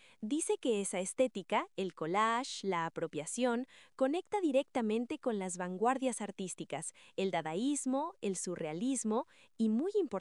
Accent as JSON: {"language": "Spanish", "country": "Mexico", "said": "Tú y yo somos de México"}